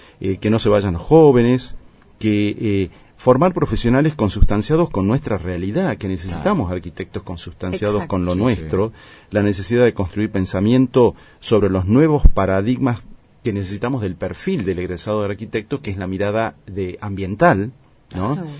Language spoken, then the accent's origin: Spanish; Argentina; puedo opinar, ¿no es cierto?, como universitario, como argentino, digamos